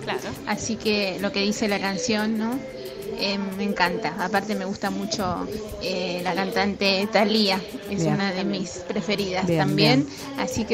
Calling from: Quilmes, Buenos Aires Province, Argentina; de Quilmes nuevamente

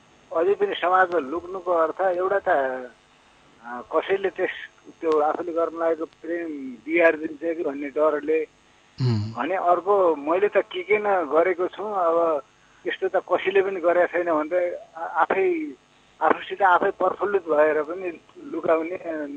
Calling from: Lumbini Province, Nepal; म प्युठानको बिजुली छ बैरेनीदेखि

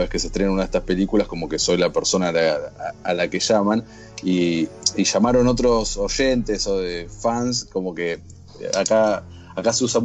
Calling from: Buenos Aires, Argentina; Estoy hablando de Argentina, Buenos Aires, por si no se notó mi acento.

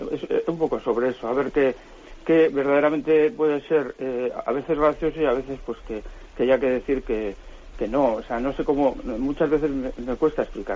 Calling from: Bilbao, Basque Country, Spain; de Bilbao.

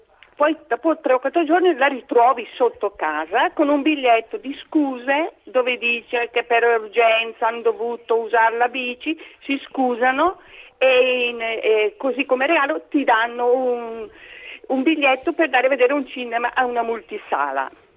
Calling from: Lombardy, Italy; Io chiamo dalla provincia di Brescia e dalle nostre parti sta succedendo questo.

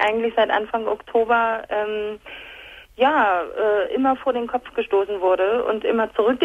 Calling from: Hamburg, Germany; Hallo, ich komme aus Hamburg.

